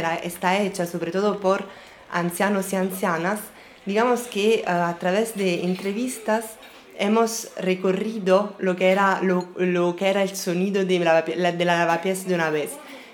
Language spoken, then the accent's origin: Spanish; Italy; first language Italian; Spanish is a second language; also born or lived in Madrid; now in Marseille, France; cuando estaba en Madrid y ahora que estoy en Marsella, muchas veces el asunto de no hablar el idioma como el italiano, que es mi idioma nativo, madre